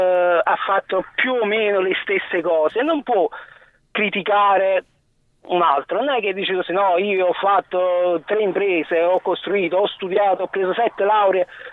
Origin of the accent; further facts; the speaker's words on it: Salerno, Campania, Italy; io sono di Salerno, voto sicuramente.